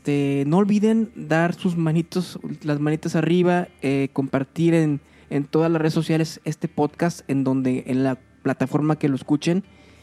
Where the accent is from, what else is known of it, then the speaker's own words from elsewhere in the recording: Mexico; Nosotros como mexicanos, tal vez, no sé si escuchen desde otros países